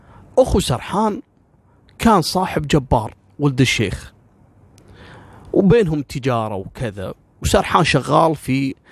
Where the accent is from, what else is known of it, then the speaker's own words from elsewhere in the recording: Kuwait; أنا ككويتي مثلا أو الكويتيين ممكن لهم موقف من العراق